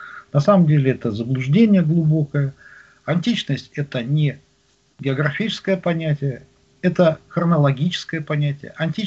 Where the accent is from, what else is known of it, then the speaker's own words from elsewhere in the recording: Magadan Oblast, Russia; born there; Я родился на Колыме.